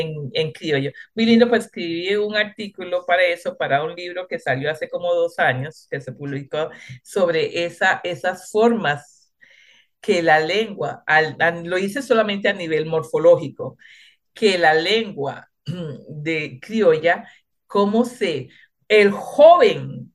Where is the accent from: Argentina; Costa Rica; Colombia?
Costa Rica; Limón; first language Limonese Creole; Spanish is a second language; yo hablé criolla antes de hablar español. ¿Verdad? Porque nací en Limón, nací de unos padres que no hablaban español